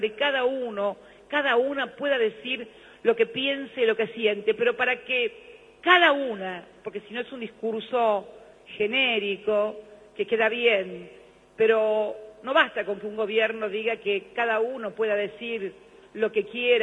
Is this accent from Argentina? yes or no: yes; Argentina; como argentina, que como ex legisladora, fui legisladora durante muchos años